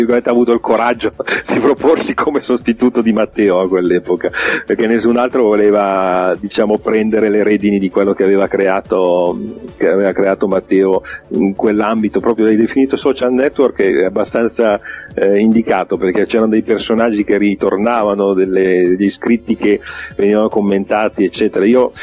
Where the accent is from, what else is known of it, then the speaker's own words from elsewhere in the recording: Settimo Milanese, Lombardy, Italy; abitavo a Settimo Milanese all'epoca, quindi c'è stato anche quello. Sì, io sono nato e vissuto a Settimo Milanese fino a 28 anni.